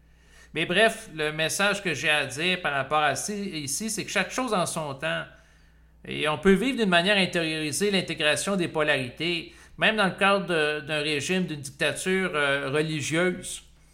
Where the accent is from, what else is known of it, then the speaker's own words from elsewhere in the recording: Canada; moi, en tant que Canadien